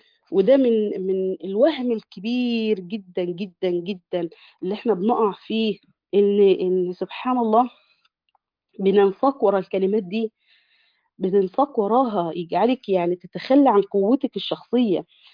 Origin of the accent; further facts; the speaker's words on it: Egypt; احنا طبعا انت عارف احنا كشعب مصري